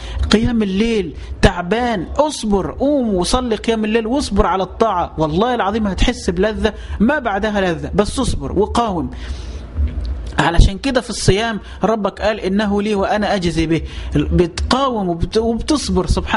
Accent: Dendera, Qena Governorate, Egypt; احنا عندنا عادات في البلد في الصعيد، عشان بس ما يكونش الكلام عام، عندي في قريتي في جزيرة دندرة

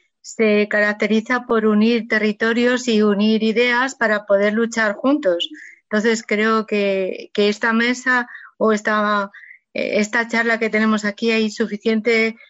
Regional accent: Madrid, Community of Madrid, Spain; Sí, yo soy de Madrid.

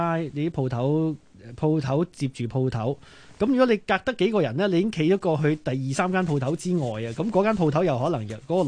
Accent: Hong Kong; 我哋香港人

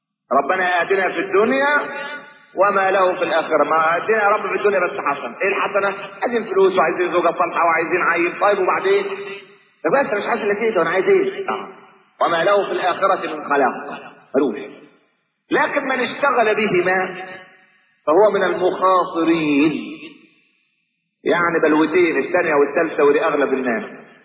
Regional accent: Egypt; لكن احنا كمصريين معتبرين العيش هو ده الايه

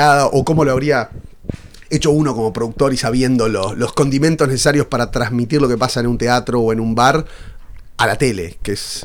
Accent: Uruguay; yo soy uruguayo, pero por mi manera de hablar muchas veces, o como visto, además, doy como medio porteño.

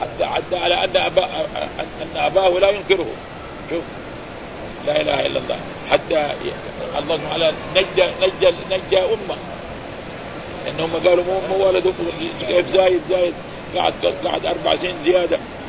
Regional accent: Mecca, Makkah Province, Saudi Arabia; وهذا حصل عندنا في مكة

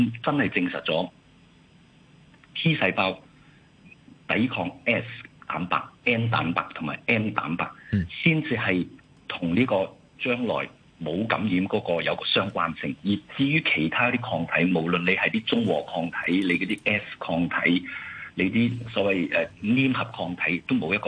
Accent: China; 如果你我哋中國人家好多啦，有父系、有母系、有姨媽、有姑姐等等

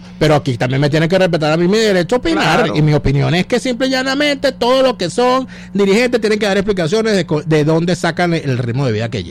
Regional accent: Venezuela; yo no me perdonaría como venezolano

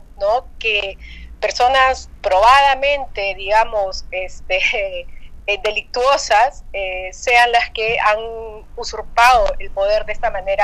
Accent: Peru; como peruana y como periodista estoy por supuesto completamente conectada 24/7

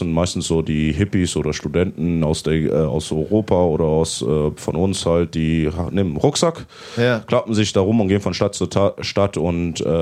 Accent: South Africa; Ich bin halt in Südafrika aufgewachsen und da hat man halt nicht so wie in Namibia so eine deutsche Gemeinschaft. Mhm. Also bei uns in Südafrika ist halt, also in meiner Gegend ist eigentlich hauptsächlich die Engländer und die Buren.

